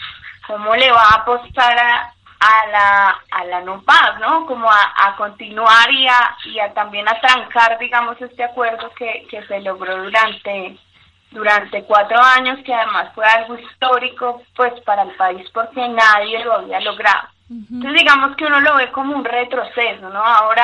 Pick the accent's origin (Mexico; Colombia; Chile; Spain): Colombia; para nosotros también como ciudadanos colombianos